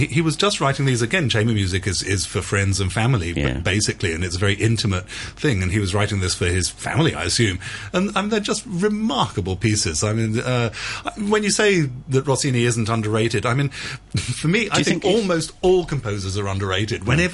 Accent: England, United Kingdom; accent: English; And so, especially with my wonderful English accent.

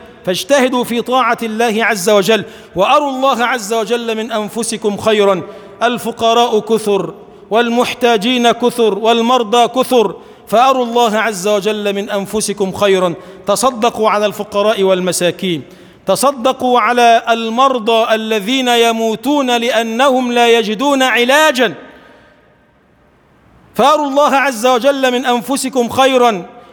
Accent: Egypt; اللهم اجعل بلدنا مصر بلداً آمناً مطمئناً سخاءً رخاءً، وسائر بلاد المسلمين.

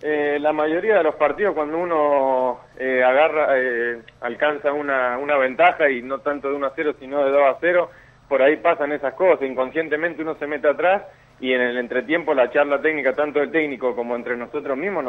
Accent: Mendoza, Argentina; born there; now in Buenos Aires, Argentina; siempre va a ser especial, porque es mi tierra, ¿no? Donde nací, donde empecé a jugar la pelota

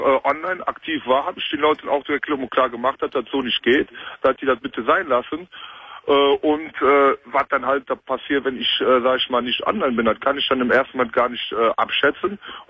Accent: Cologne, North Rhine-Westphalia, Germany; Ich bin Kölner durch und durch.

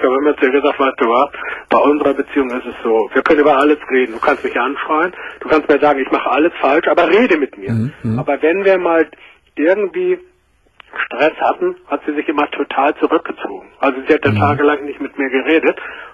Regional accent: Hamburg, Germany; ich komme aus Hamburg

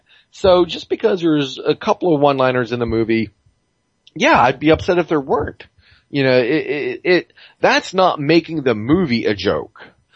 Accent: Boston, Massachusetts, United States; accent: Boston; my Boston accent comes out sounding more English than Boston

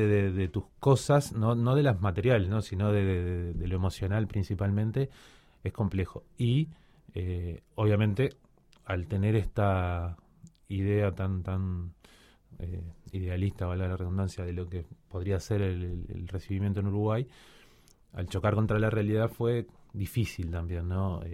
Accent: Cuba; born there; hay un grupito interesante de hijos de uruguayos que nacimos en Cuba

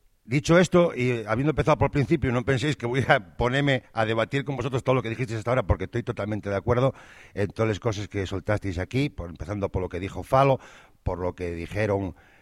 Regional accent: Gijón, Asturias, Spain; soy de la calle Domingo García de la Fuente, mayordomo de Jovellanos, soy de Sisión, pero desde que emparenté aquí siéntome hierbatu de pro, tanto como los nacidos aquí.

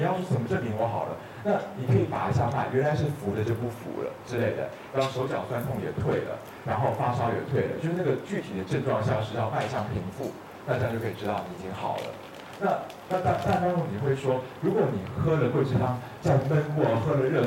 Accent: Taiwan; 因为我们台湾人的那个1钱是3.75克

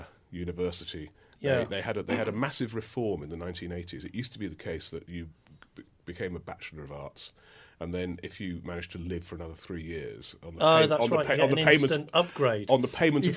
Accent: London, United Kingdom; I'm a Londoner, born and bred in London, and I love cities

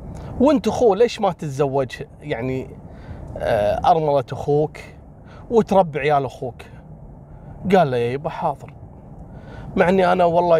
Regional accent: Kuwait; كشيوخ دين عندنا في الكويت

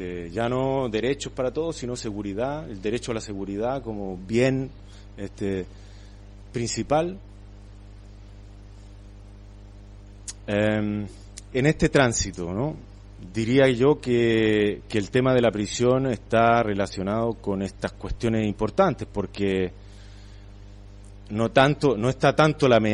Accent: Santiago, Santiago Metropolitan, Chile; born there; en Santiago, por ejemplo, donde yo nací, en una ciudad que tiene 6-7 millones de habitantes

